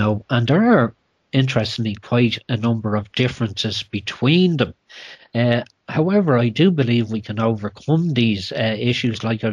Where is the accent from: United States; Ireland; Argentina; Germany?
Ireland; So, as an Irish person, I apologise for what they're doing here in your country.